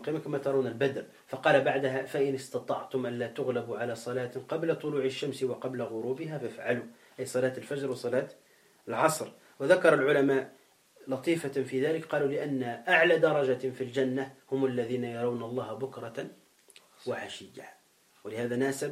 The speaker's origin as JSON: {"language": "Arabic", "country": "Tunisia", "said": "موجودون عندنا في تونس"}